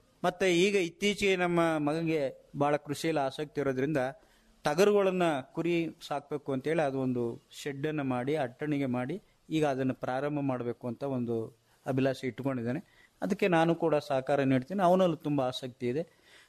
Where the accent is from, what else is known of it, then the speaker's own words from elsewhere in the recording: Madihalli, Karnataka, India; sir ನಾವು ಪ್ರಾಥಮಿಕ ಶಾಲೆಯನ್ನು ಮಾದಿಹಳ್ಳಿ ನಮ್ಮೂರಲ್ಲೇ 1-4 ತರಗತಿ